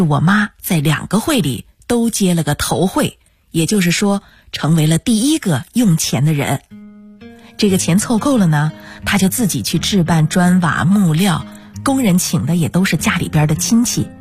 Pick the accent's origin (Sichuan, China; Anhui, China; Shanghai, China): Sichuan, China; 我们家吧是那种典型的川西民居，穿斗结构的